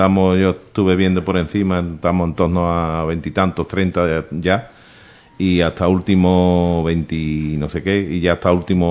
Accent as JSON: {"language": "Spanish", "region": "Andalusia", "country": "Spain", "said": "como para uno que es andaluz"}